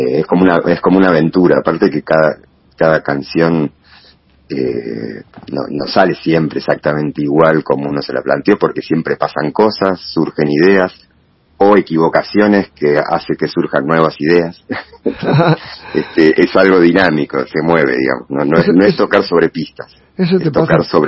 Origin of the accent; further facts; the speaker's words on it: Bernal, Buenos Aires Province, Argentina; soy originario de Bernal. Después viví 15 años en Boedo, en Capital. Y hace ya unos años, ya casi 8 años creo ya, por suerte pude volver para estos lados, que es un poco más mi aire, mi hábitat, en Don Bosco